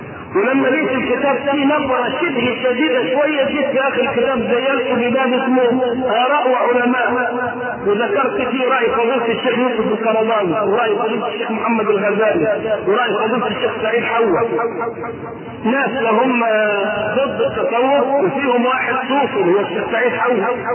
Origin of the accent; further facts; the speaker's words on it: Egypt; ولذلك ما عندنا في مصر لا تجئ في بقية دول العالم إلا من انتقل من عندنا إلى غيرنا